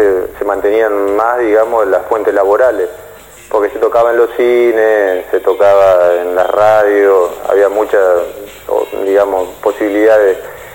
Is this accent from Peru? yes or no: no; Entre Ríos, Argentina; Yo soy de Entre Ríos